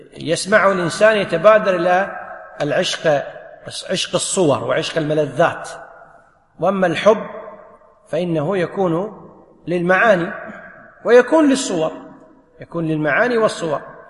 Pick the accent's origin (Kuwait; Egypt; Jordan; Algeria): Kuwait; ينطبق عليك المثل اللي يقول عندنا بالكويت